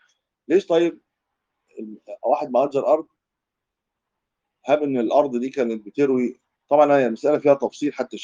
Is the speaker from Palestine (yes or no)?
no; Egypt; دي مش منطقه بطر زي عندنا في مصر، احنا ما بنرويش بالبطر